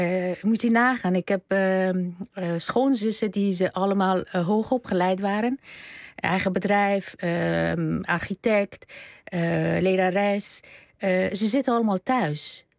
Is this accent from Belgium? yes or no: no; Afghanistan; sprake van een humanitaire ramp in mijn land. En we hebben ook gehoord afgelopen weken iets wat wij als Afghanen altijd al vanaf het begin wisten